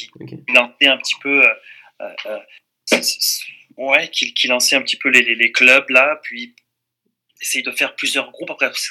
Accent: France; moved away; ça fait longtemps que j'ai quitté la France aussi

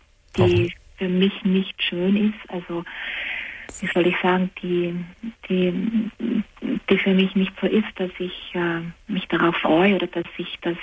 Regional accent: Austria; now in Germany; Ich bin für diesen Mann von Österreich nach Deutschland gezogen.

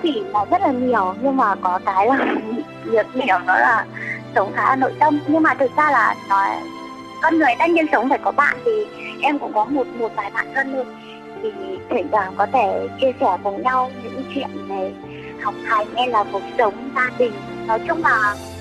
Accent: Bac Giang, Vietnam; now in Hanoi, Vietnam; Em đi học, em ở chỗ ở trên Hà Nội chị ạ. Còn quê của em thì ở Bắc Giang thôi, mẹ em ở Bắc Giang.

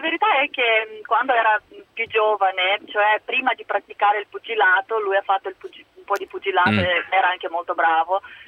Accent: Moldova; now in Italy; Sono Moldava.

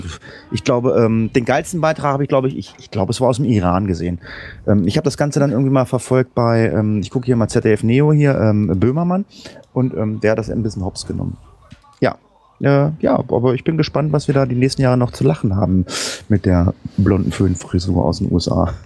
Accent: Lower Saxony, Germany; also ich komme jetzt aus Niedersachsen.

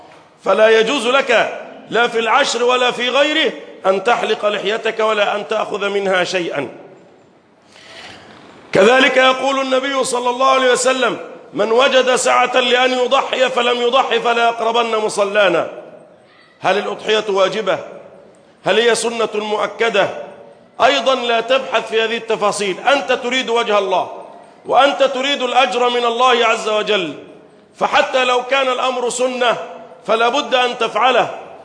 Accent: Egypt; اللهم احفظ بلدنا مصر

